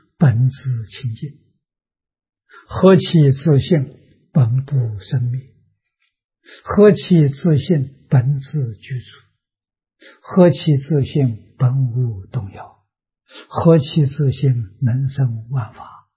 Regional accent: Tongcheng, Anhui, China; 我们家乡是桐城派的发源地。啊，所以在明清两代啊，文风很盛啊，乡下小孩都念书啊，私塾嘛，我们家乡私塾很多啊，我六七岁还上过私塾啊

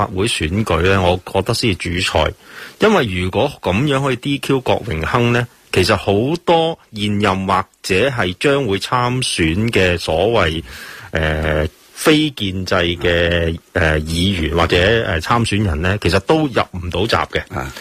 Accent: Hong Kong; 推断咧其实佢嘅身形咧会有几样我哋香港人都成日有嘅。

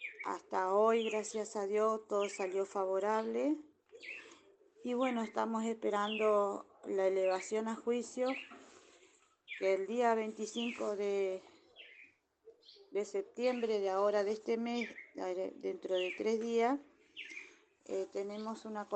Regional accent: Paraná, Entre Ríos, Argentina; Hola, muy buenos días. Soy de Paraná, Entre Ríos.

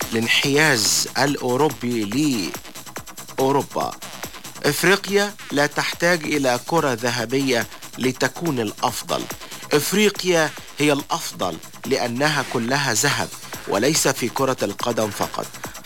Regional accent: Egypt; وكنا كمصريين وعرب كنا نتوقع

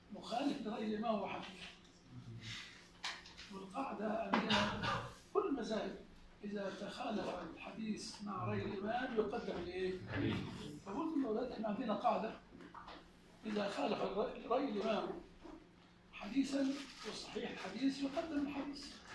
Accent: Egypt; لكن عندنا في مصر لا توجد مشاكل تعصبية في المذهب

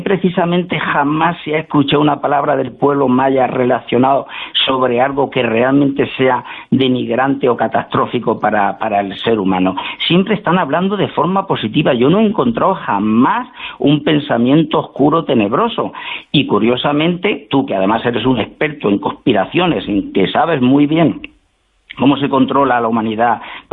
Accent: Spain; te voy a recordar una cosa como españoles que somos

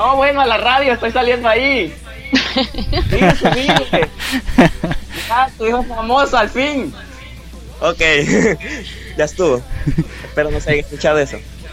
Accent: El Salvador; algunos amigos me dicen, sos … sin duda, güey. Hasta ahorita creo que llevo ese trono.

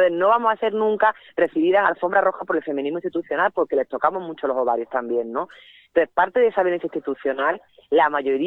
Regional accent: El Salvador; yo vengo de El Salvador y que yo he pasado mucho miedo en El Salvador

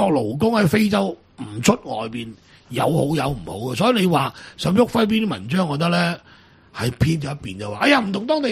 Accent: Macau; 我哋澳門人好多都中意娶波蘭東歐

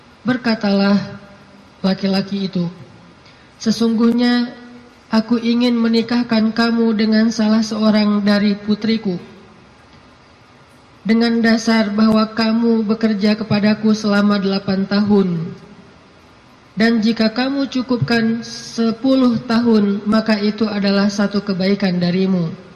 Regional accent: Aceh, Indonesia; also born or lived in Egypt; now in Bandung, Indonesia; Saya orang Aceh asli, anak dari orang tua yang mungkin bukan orang kaya, tapi tiba-tiba Allah mentakdirkan saya kuliah di Mesir, lalu pulang dari Mesir saya tinggal di Bandung.

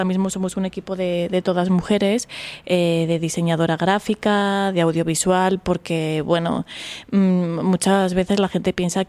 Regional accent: Aragon, Spain; born there; que soy yo, mañica de nacimiento, andaluza de corazón.

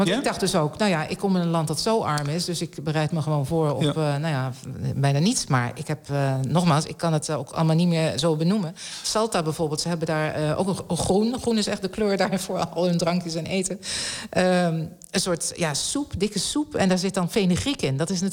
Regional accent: Netherlands; Ja, ik kom uit Nederland, dus het is zo plat als wat hier.

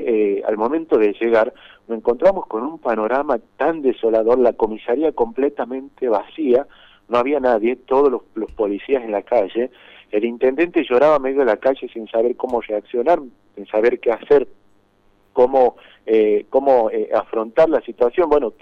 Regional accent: San José de Metán, Salta, Argentina; Yo soy de San José de Metán, 30 kilómetros que estamos a 30 kilómetros del municipio.

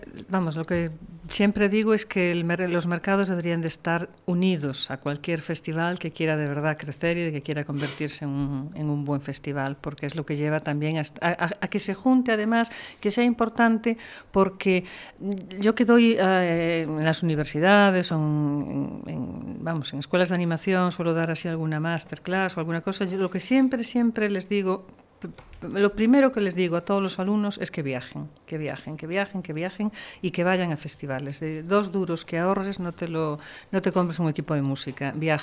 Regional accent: Galicia, Spain; Yo, como vengo de Galicia, pues ya me da igual irme a Madrid que ir a Pozuelo

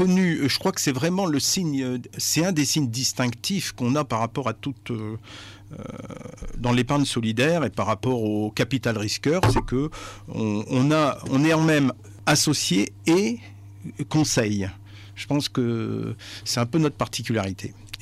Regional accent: Hauts-de-France, France; Moi je suis des Flandres, on souhaite garder de l'activité dans notre territoire

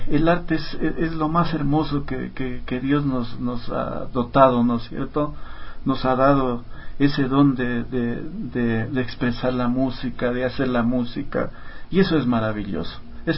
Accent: Loja, Ecuador; now in Quito, Ecuador; También yo estaba ya viviendo acá en Quito, nos venimos los dos desde Loja

